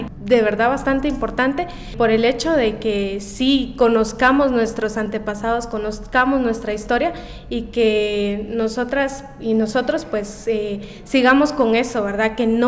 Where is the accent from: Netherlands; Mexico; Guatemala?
Guatemala; Guatemala City, Guatemala Department; soy de acá de la capital, de Guatemala.